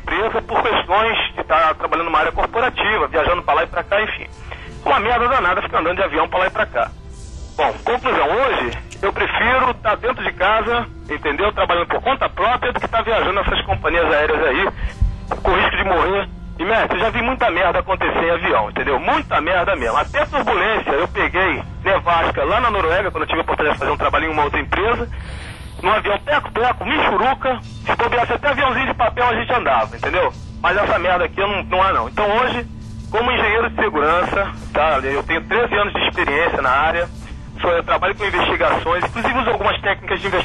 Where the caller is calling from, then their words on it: Rio de Janeiro, Brazil; sou aqui do Rio de Janeiro.